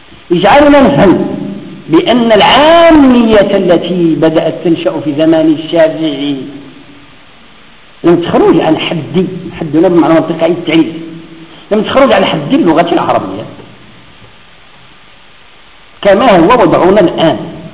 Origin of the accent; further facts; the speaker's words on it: Morocco; والنساء عندنا في المغرب يفهموا المصرية أكثر من المصرية